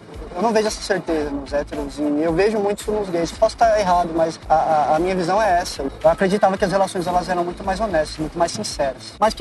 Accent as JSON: {"language": "Portuguese", "town": "Taubaté", "region": "São Paulo", "country": "Brazil", "said": "eu sou hétero, eu sou de Taubaté, eu sei, mas eu sou hétero de Taubaté"}